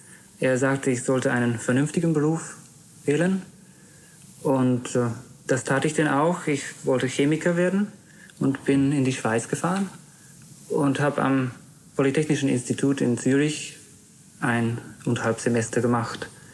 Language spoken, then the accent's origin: German; Berlin, Germany; born there; now in Düsseldorf, Germany; In Berlin.